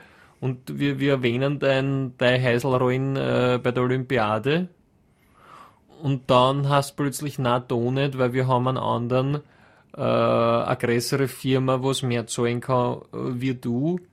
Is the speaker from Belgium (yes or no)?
no; Austria; wir da als Österreicher